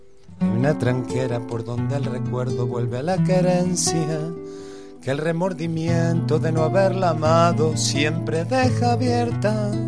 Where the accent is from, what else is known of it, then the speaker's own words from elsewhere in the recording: Córdoba, Argentina; yo soy de Córdoba y soy nieto de inmigrantes.